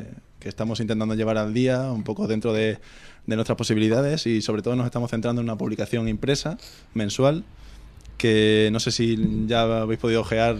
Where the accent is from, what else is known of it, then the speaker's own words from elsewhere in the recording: Badajoz, Extremadura, Spain; yo que soy de Badajoz, ya estas navidades he aprovechado y lo he llevado para allá también.